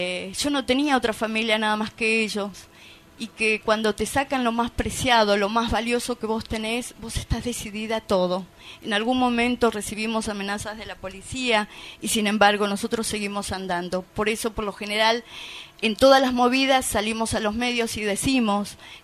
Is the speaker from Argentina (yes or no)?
yes; Argentina; dijimos, las dos somos de Argentina, nos abrazamos